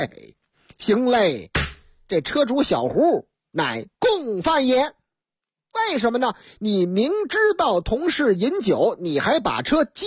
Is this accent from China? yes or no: yes; Northeast China, China; 可不就是我老家的事儿吗？东北吗？